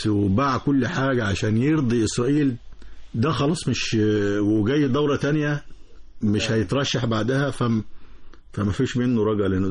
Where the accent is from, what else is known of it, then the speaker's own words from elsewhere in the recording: Egypt; وانا مواطن مصري وبنفس المعاناه